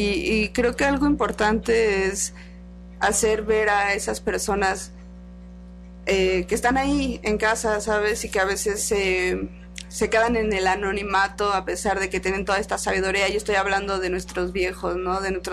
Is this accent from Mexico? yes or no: yes; Mexico; Como mexicanos no debemos de consumir realmente alimentos industrializados